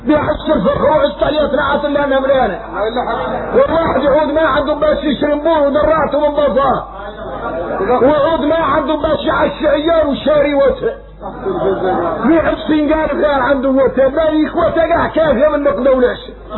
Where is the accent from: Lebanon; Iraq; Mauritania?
Mauritania; احنا موريتاني بين الكبرى